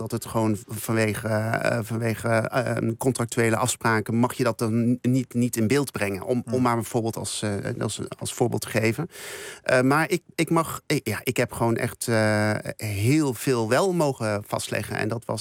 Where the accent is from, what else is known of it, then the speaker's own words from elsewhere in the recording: Curaçao; En ik kom zelf uit Curaçao